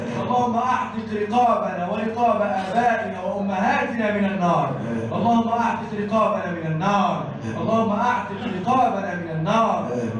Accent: Egypt; اللهم احفظ بلدنا مصر وسائر بلاد المسلمين.

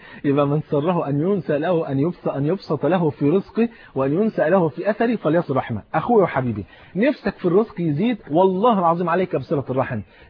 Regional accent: Cairo, Cairo Governorate, Egypt; هو فاتح محل كبير في إحدى المولات الكبيرة عندنا في القاهرة

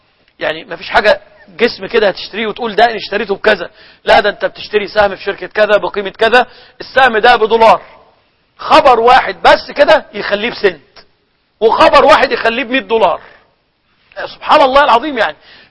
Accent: Egypt; هو اللي كان عندنا في مصر يقول عليه اليانصيب

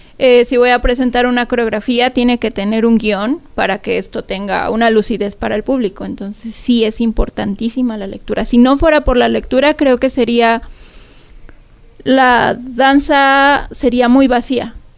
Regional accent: Mexico; como mexicanos también es importante saber la historia sobre la danza en México.

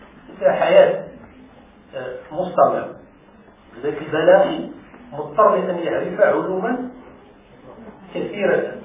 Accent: Morocco; لأن أنت مغربي وأنا مغربي

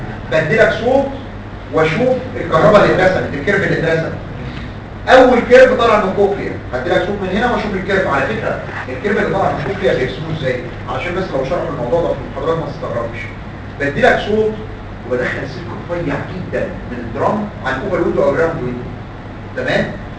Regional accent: Egypt; احد الجراحين العظام عندنا في مصر مات من 5-7 سنين

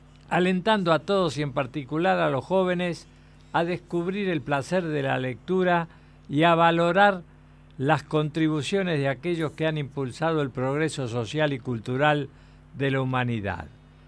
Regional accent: Argentina; Y somos complicados los argentinos. No nos ponemos de acuerdo con nosotros mismos.

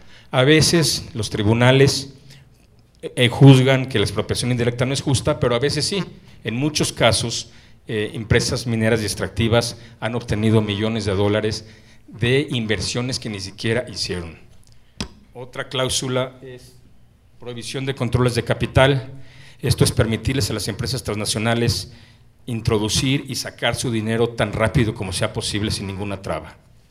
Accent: Mexico City, Mexico; Pero yo soy oriundo de la Ciudad de México, así es que me da un gusto enorme estar en mi ciudad

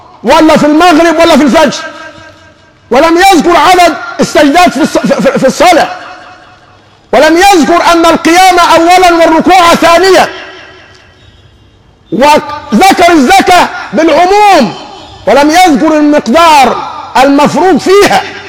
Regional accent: Egypt; السهل جدا عندنا كمصريين بنتكلم في حاجتين

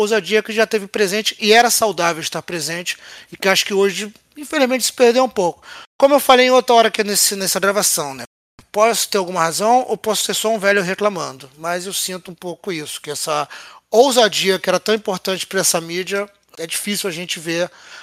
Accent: Rio de Janeiro, Brazil; Mas eu sou do Rio de Janeiro, né?

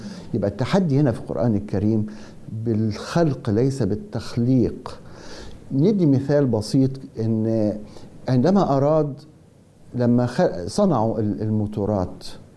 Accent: Egypt; وإحنا كمصريين

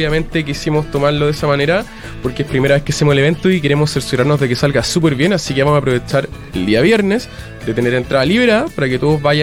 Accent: Viña del Mar, Valparaíso, Chile; yo soy de Viña, me encantaría tener una pizzería a leña

